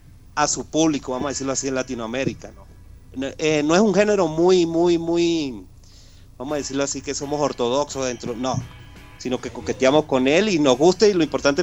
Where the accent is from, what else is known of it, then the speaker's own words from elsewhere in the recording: Venezuela; yo que me crié por lo menos en Venezuela